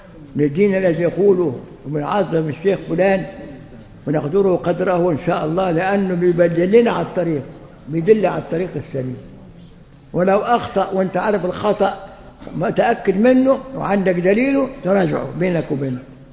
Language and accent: Arabic; Egypt; وعندنا في مصر في مطرية